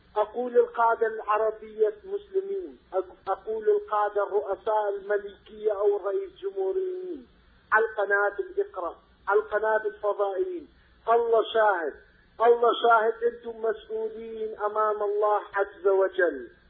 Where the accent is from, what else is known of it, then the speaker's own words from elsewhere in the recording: Iraq; now in Netherlands; يا أخي أنا عراقي مهجر عراقي في هولندا